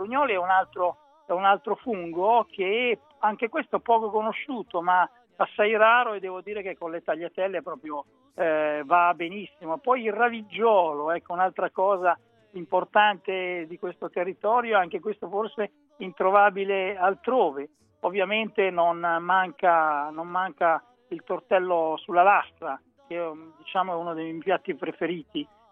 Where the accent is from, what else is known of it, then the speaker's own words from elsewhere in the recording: Galeata, Emilia-Romagna, Italy; sono nel cortile di una trattoria proprio in Romagna, vicino al mio paese natale, che si chiama Galeata